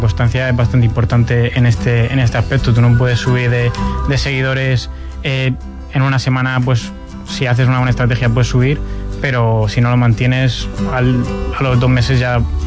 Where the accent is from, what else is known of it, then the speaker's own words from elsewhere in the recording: Spain; Como buen español, sí